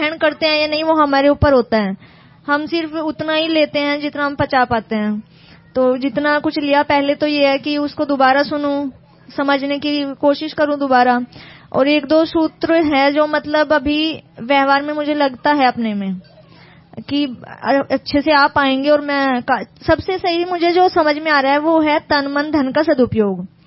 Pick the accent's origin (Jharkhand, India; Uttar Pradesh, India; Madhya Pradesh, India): Uttar Pradesh, India; मैं यूपी से हूँ।